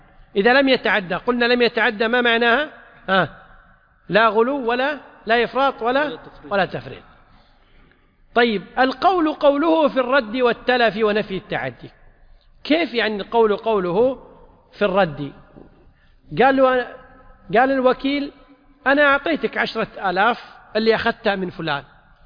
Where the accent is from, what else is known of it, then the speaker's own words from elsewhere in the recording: Kuwait; طبعا عندنا في الكويت المحاكم لا تعتبر إلا باللفظ